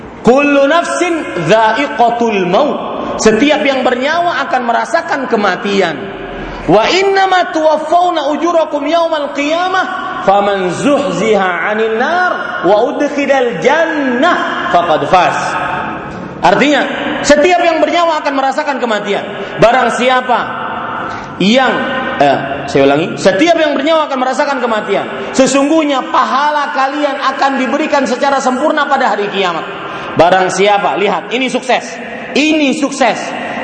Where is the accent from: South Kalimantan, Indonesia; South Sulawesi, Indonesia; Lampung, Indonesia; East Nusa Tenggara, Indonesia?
South Kalimantan, Indonesia; Banjarmasin; Di Banjarmasin, Pak, di kota saya, kalau di sini mungkin kotanya emas. Di Banjarmasin kota batu, batu hitam panas.